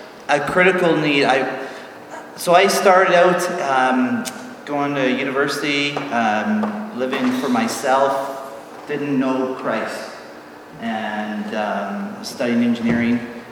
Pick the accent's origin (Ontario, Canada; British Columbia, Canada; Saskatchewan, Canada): British Columbia, Canada; we're from Vancouver Island, and so we didn't quite go all the way across Canada.